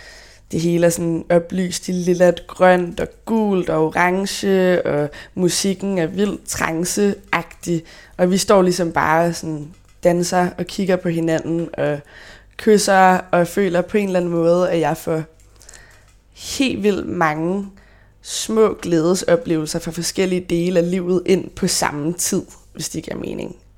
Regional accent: Copenhagen, Capital Region, Denmark; jeg er faktisk født og opvokset på Nørrebro. Mine forældre boede nede på Rantorvsgade, Griffenfeldsgade, i en lejlighed over min onkels bager.

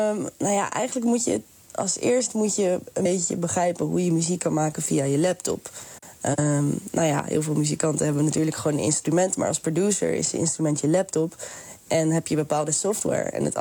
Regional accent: Netherlands; toen ik jong was, klasgenootjes zagen me ook niet als Nederlander. Terwijl ik ben wel een Nederlander. Dus op een bepaald moment ga je denken, ik ben half Surinaams.

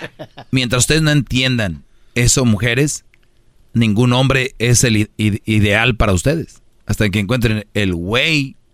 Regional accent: Monterrey, Nuevo León, Mexico; Yo soy de Monterrey.

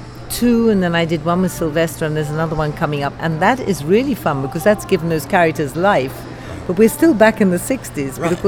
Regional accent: India; born there; I was born in India, so I very much appreciate hot and humid.

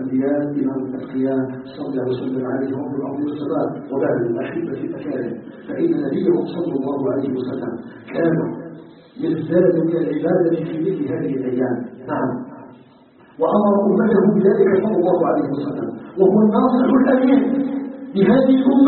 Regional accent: Algeria

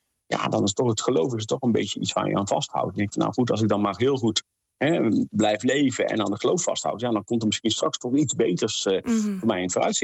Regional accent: North Brabant, Netherlands; Ja, ik kom uit de katholieke omgeving, ik kom uit Brabant. Dat kun je denk ik wel horen aan mijn tongval.

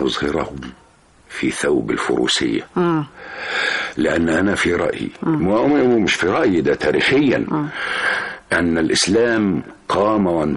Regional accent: Cairo, Cairo Governorate, Egypt; also born or lived in Kafr Shalshalmun; إن أنا جيت من القرية شاب كبير ودخلت معهد التمثيل، إنما الحقيقة إن أنا اتربيت في مصر، لأني والدي الله يرحمه كان عمدة في قريتنا.

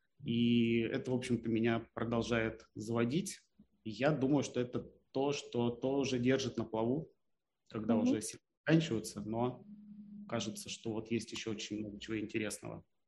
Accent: Khabarovsk, Khabarovsk Krai, Russia; moved away as an adult; now in Moscow, Russia; переехал год назад в Москву, примерно вот в октябре будет ровно год. А я вырос и родился в Хабаровске. Вот. А после какого-то времени жизни решил перебраться в Москву.

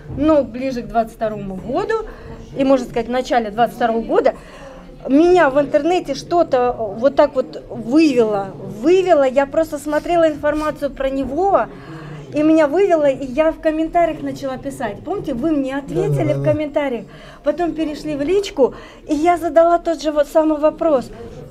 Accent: Kyrgyzstan; born there; я родилась в Киргизии

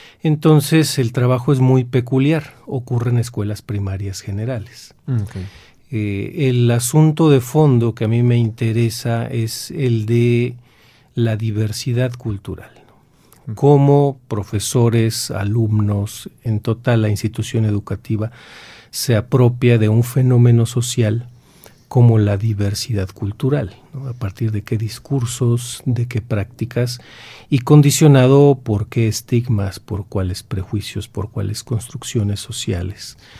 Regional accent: Veracruz, Mexico; now in Monterrey, Mexico; la Sierra Central del estado de Veracruz, de donde yo soy originario, y ahí en la sierra lo que tenemos es población de habla náhuatl.

